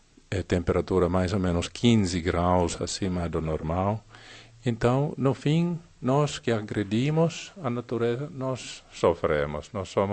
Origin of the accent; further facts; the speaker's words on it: Finland; Portuguese is a second language; Na Finlândia, na minha terra, está chovendo água.